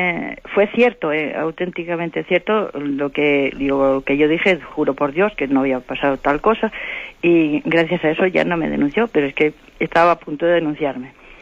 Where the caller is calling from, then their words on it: Santander, Cantabria, Spain; de Santander.